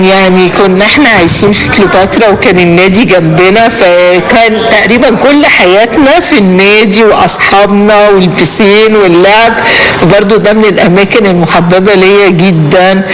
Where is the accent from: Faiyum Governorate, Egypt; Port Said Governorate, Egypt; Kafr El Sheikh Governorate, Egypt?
Port Said Governorate, Egypt; Port Said; يعني انا اساسا انا وعيلتي من بورسعيد، فكنا نروح بيت جدتي هناك